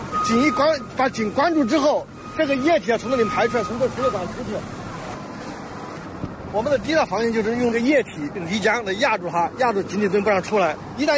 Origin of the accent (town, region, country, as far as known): China